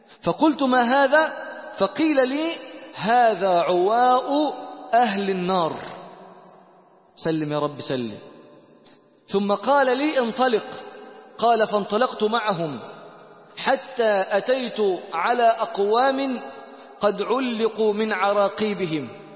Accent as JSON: {"language": "Arabic", "country": "Egypt", "said": "من وين أنت؟ بيقول لي. قلت له أنا من مصر. قال لي من مصر."}